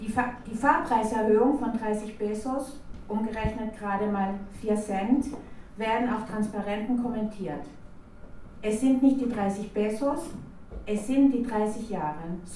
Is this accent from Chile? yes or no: yes; Chile; German is a second language; now in Germany; bin sehr froh, hier bei euch zu sein. Ich bin ursprünglich aus Chile, aber wie ihr hört, bin ich schon sehr lange hier.